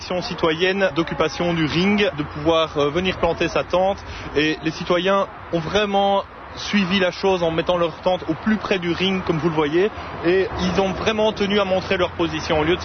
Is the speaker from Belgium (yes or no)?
yes; Brussels, Brussels-Capital Region, Belgium; Alors ça veut peut-être dire qu'en tant que Bruxellois, on ne veut pas passer une vie là-dedans